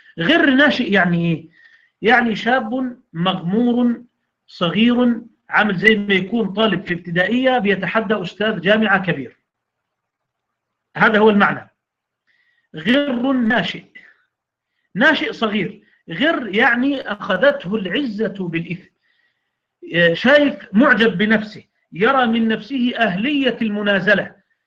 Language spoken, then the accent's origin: Arabic; Egypt; عندنا في مصر يقولون مثل